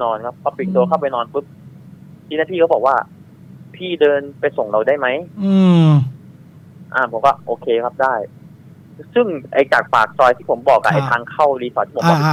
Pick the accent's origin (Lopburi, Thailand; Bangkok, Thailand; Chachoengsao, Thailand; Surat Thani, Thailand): Chachoengsao, Thailand; ผมเลยบอกว่าอ๋อบ้านผมอยู่ฉะเชิงเทราครับพี่ครับ